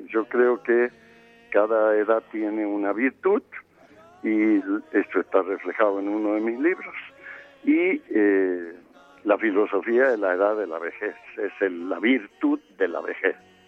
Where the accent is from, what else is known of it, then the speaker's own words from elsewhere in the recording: Salta, Argentina; la tonada, como decimos allí, en el sentido de que no la he querido corregir, ¿no? Me he mantenido salteño toda la vida y la gente ya me conoce sabiendo que soy argentino